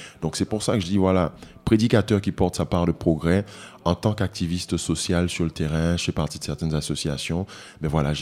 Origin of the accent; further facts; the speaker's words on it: Guadeloupe; now in Martinique; Je vis en Martinique, je viens de la Guadeloupe, donc je connais un peu les deux îles